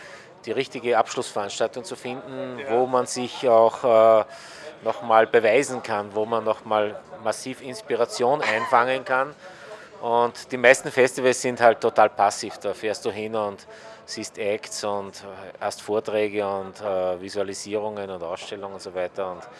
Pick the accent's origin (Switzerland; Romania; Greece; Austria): Austria; Linz, Upper Austria; Linz, Österreich.